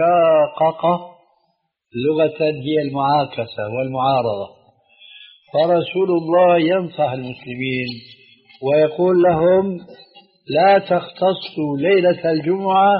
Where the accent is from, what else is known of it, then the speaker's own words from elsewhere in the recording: Syria; لكن نقرأ هكذا كما كانوا يقولون عندنا في الشام